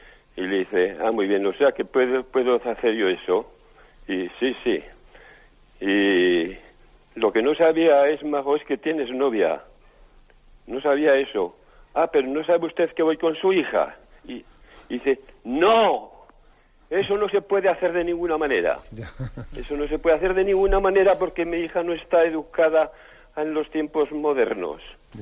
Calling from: Navarre, Spain; Soy de Navarra, pero oigo muy poco.

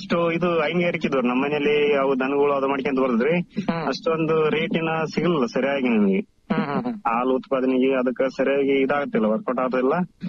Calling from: Turkatti Camp, Karnataka, India; ಸಿಂಧನೂರು ತಾಲೂಕು ಜವಳಗೇರ ಹೋಬಳಿ ತುರ್ಕಟ್ಟಿ ಕ್ಯಾಂಪ್ನಿಂದ sir. ನಾವು ಮೂಲತಃ ಇದು ರೈತರ ಸರ್, ನಮ್ಮ ಅಪ್ಪರು ಎಲ್ಲಾರು.

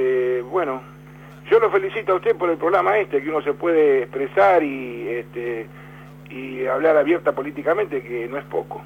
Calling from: Berazategui, Buenos Aires Province, Argentina; de Berazategui, es obrero vidriero.

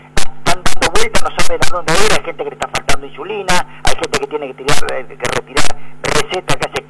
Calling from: San Vicente, Argentina; de San Vicente.

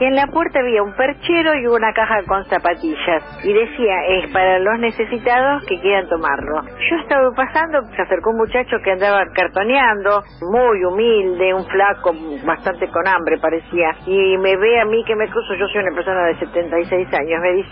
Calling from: Olivos, Buenos Aires Province, Argentina; acá de Olivos.

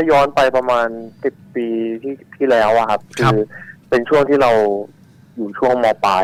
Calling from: Bangkok, Thailand; กรุงเทพครับ

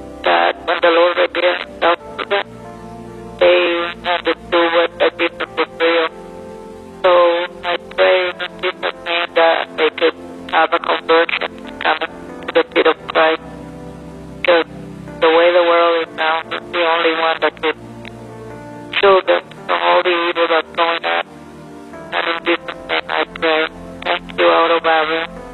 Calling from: New York, United States; I'm calling from New York.

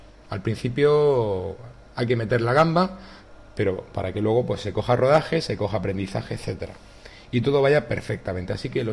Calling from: Murcia, Region of Murcia, Spain; os hablo desde Murcia

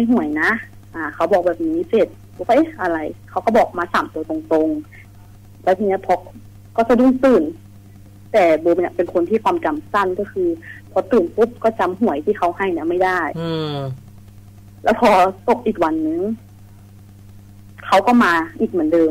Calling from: Kamphaeng Phet, Thailand; คืนนี้อยู่กำแพงเพชรค่ะพี่อยู่หอค่ะ

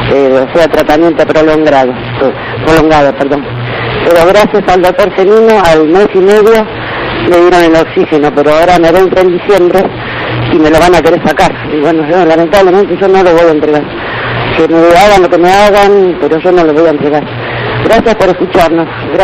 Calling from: Tigre, Buenos Aires Province, Argentina; Mi problema no es de audífonos

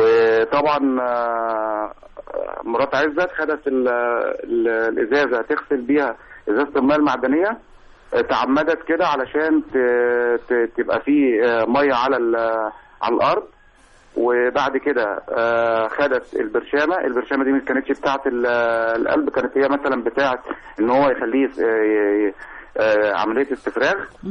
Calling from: Qalyubia, Egypt; محافظه القليوبيه

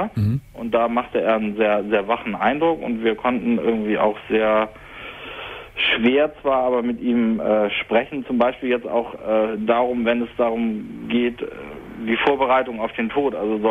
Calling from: Hamburg, Germany; seit fast 2 Monaten in einem Hospiz hier bei uns in Hamburg.

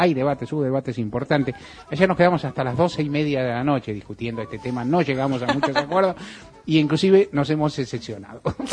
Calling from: Palermo, Buenos Aires, Argentina; de Palermo, estoy llamando porque quiero saber si están en vivo o no

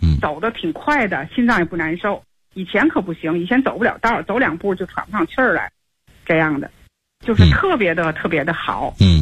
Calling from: Tianjin, China; 我是天津的那个河西区的学员。

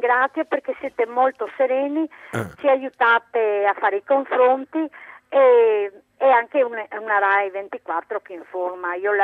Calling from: Padua, Veneto, Italy; Sono da Padova e sono in pensione, premetto.

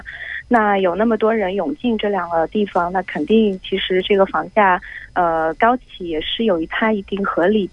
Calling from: Suzhou, Jiangsu, China; 啊，我来自苏州。

